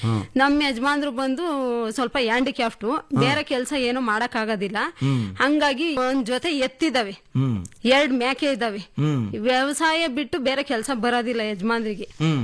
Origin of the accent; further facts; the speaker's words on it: Maknalli, Karnataka, India; now in Manchikenahalli, India; ನಾನು ಓದಿರೋದು 7th. ನಮ್ಮೂರು ಮಾಕ್ನಳ್ಳಿ.